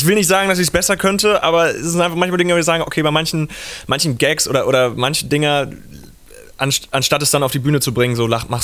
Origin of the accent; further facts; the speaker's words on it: Hamburg, Germany; weil ich komme ja auch aus Hamburg, also ich habe diesen leichten Nordbezug.